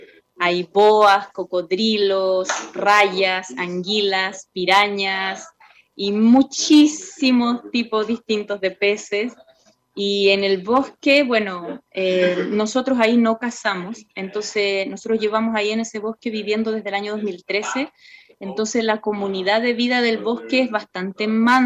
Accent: Chile; como buena chilena, extraño un poquito a veces las montañas, los cerros y como el, ese horizonte que nos da, sí, para los que nacemos cerca de las montañas

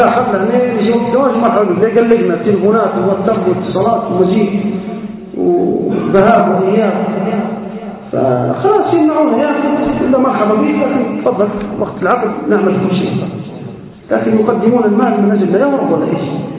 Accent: Libya; يصير الطلاق عندنا في ليبيا كل 3 دقائق

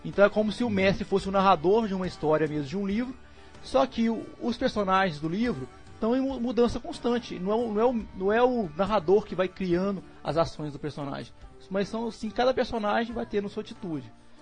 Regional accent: Minas Gerais, Brazil; Eu sou de Minas Gerais. E aqui em Minas Gerais

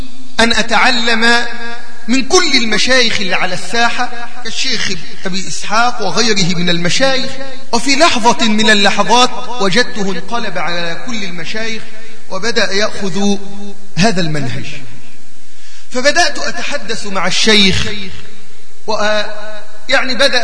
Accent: Egypt; زي عندنا في مصر

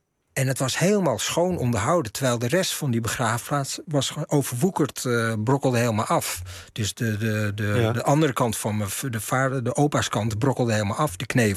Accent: Amsterdam, North Holland, Netherlands; ik kom uit Amsterdam-Zuid. Hè, rivierbuurt of Overtoom geboren, maar in Amsterdam. Opgegroeid in de rivierenbuurt. Maar hier liggen ook mijn roots. Dus in die zin voel ik me thuis.

